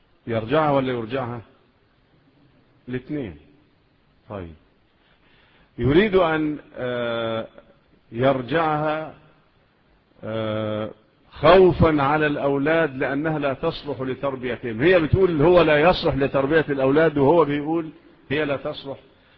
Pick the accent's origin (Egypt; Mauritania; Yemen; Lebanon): Egypt; والقضاء عندنا في مصر إلى الآن الأمور الشرعية على مذهب مين؟